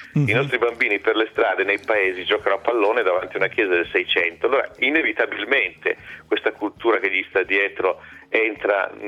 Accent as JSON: {"language": "Italian", "town": "Turin", "region": "Piedmont", "country": "Italy", "said": "ma vengo da Torino, fa Torino, Torino vicino a Parigi, no, Torino in Italia"}